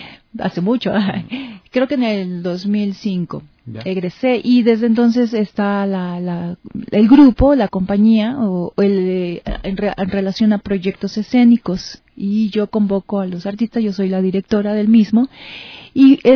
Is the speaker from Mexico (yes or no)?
yes; Mexico; En mi país este proyecto pues tiene un apoyo, una beca de las instancias culturales en mi país y hay bastante actividad cultural, ¿no? En relación a las artes escénicas, pues allá en México